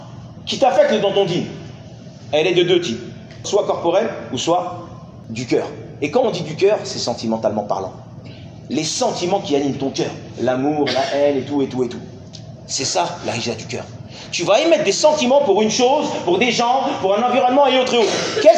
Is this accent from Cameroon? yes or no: no; France; Vous venez de France, on vient de France.